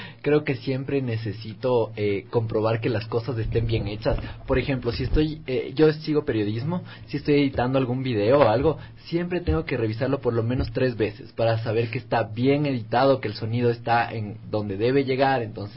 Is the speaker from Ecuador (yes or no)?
yes; Ecuador; algunos personajes que están muy establecidos a cómo somos los ecuatorianos.